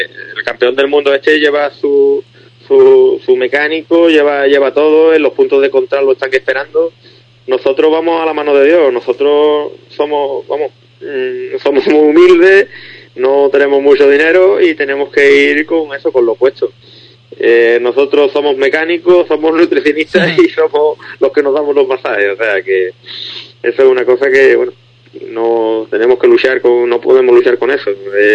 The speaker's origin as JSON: {"language": "Spanish", "country": "Spain", "said": "somos unos 30 españoles los que vamos."}